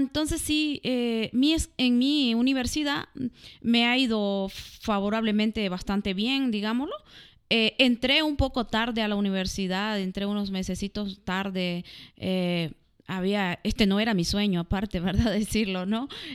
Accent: Nicaragua; now in Mexico; porque acá es mi país, México también, pero mi otro país, Nicaragua, allá mi carrera de administración de empresa

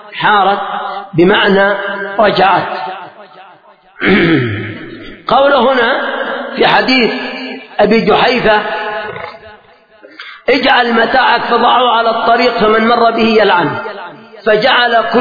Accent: Yemen; فمثلا لما حصل قبل مدة ثورة عندنا في اليمن

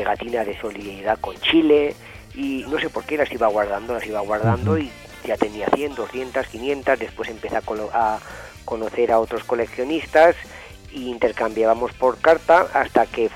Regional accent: Monzón, Aragon, Spain; Pues cuando tenía unos 14 años, en mi pueblo, en Monzón, había mucha actividad política

